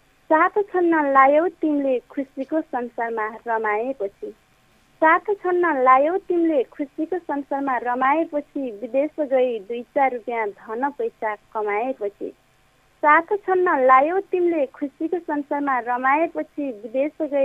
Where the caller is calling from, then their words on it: Rampur, Lumbini Province, Nepal; म पाल्पा रामपुरदेखि